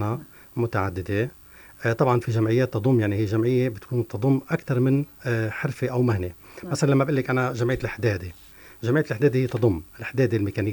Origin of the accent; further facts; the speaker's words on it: Tartus Governorate, Syria; نحن عندنا التراث السوري والتراث التقليدي عندنا في طرطوس له طابع خاص وله مميزات خاصة